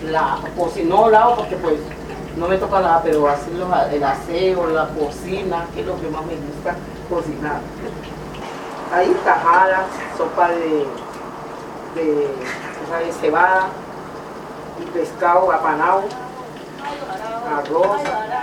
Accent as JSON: {"language": "Spanish", "town": "Tumaco", "region": "Nariño", "country": "Colombia", "tie": "born or raised there", "also_born_or_lived": "Papaco", "lives_now": "Cali, Colombia", "said": "Nací en Papaco, me crié en Tumaco. O sea que me llevaron de 2 años de nacida a Tumaco. Y ahí me quedé hasta que ahora me vine para Cali."}